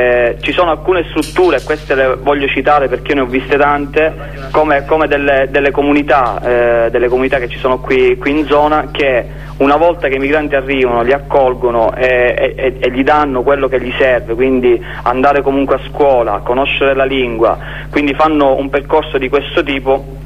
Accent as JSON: {"language": "Italian", "town": "Noto", "region": "Sicily", "country": "Italy", "said": "nel paesino qua vicino a dove abito io sono di Noto, Pachino"}